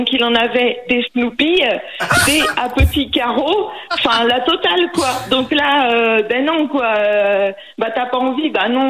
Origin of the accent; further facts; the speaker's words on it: Nantes, Pays de la Loire, France; now in Vendée, France; Je tiens à préciser qu'à la base, je suis de Nantes.